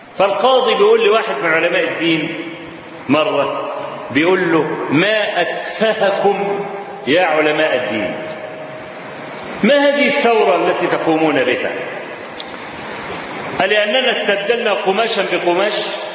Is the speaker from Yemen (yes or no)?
no; Egypt; هو موجود عندنا في مصر